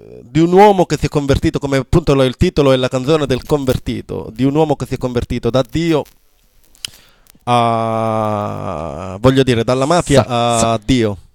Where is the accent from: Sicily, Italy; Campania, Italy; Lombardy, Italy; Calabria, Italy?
Calabria, Italy; La brutta realtà, diciamo, della nostra Calabria